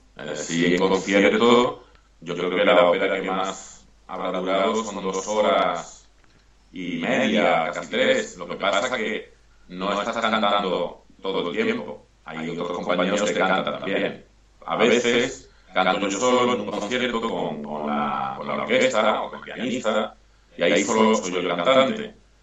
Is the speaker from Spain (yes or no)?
yes; Málaga, Andalusia, Spain; yo soy de Málaga, de Andalucía, y él cantaba muy bien flamenco.